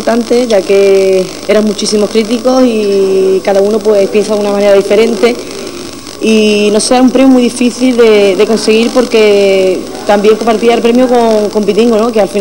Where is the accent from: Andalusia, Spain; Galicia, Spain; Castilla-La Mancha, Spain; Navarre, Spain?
Andalusia, Spain; Huelva; me siento choquera de la tierra y no sé, pues venir aquí a cantar a mi tierra, bueno, hablo de Aramonte, ¿no?, que también es parte de mi tierra porque es parte de Huelva